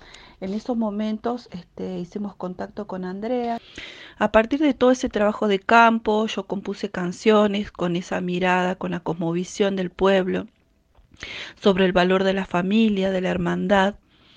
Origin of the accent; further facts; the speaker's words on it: Hipólito Yrigoyen, Salta, Argentina; las que escuchaba cuando era niña en Hipólito Yrigoyen, donde crecí.